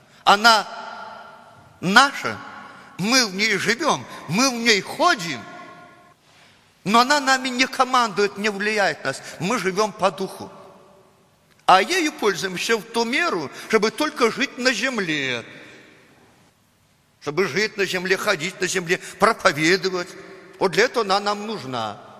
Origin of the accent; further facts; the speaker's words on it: Belarus; Russian is a second language; Но мы привыкли так, мы же белорусы. Мы же русский язык не знаем так, как надо. У нас свой акцент, так сказать, свой запас и так далее.